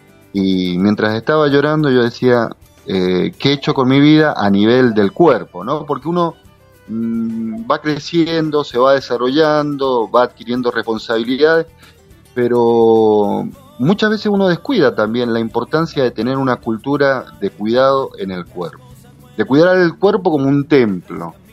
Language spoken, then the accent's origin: Spanish; Mendoza, Argentina; en el caso mío soy más mendocino que el vino Malbec, así. Soy nacido y criado en Mendoza.